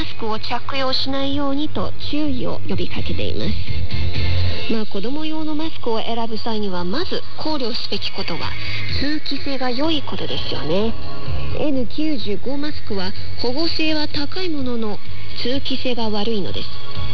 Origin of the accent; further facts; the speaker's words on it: China; Japanese is a second language; 日本の方は私たち中国人よりももっと詳しいと思いますが